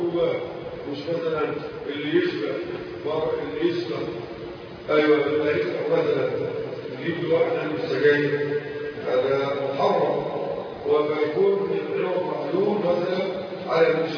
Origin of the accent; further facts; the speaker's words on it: Egypt; وهذا الأمر كان منتشر عندنا في مصر